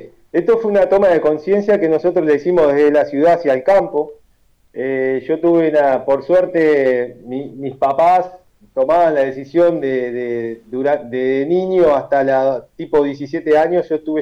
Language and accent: Spanish; Montevideo, Uruguay; ancestría charrúa, ¿no? Por mis abuelos y mis abuelos allá de la aldea. Yo nací en el Cerro Montevideo, viví 36 años en el Cerro Montevideo. Mis viejos se fueron del Cerro de la Aldea para el Cerro Montevideo.